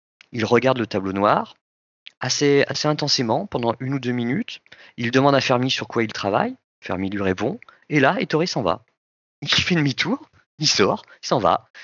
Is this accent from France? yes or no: yes; France; Nous, en France, on ne savait pas qui c'était.